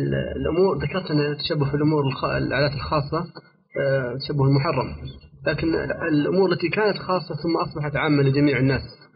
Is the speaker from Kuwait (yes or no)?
yes; Kuwait; عندنا في الكويت